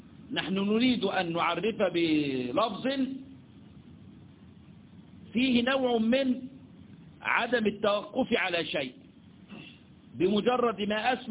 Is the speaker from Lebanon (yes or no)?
no; Egypt; عندنا في مصر بيقولوا عليها ايه؟ الكوشة. ما احنا لنا مصطلحات يا اولاد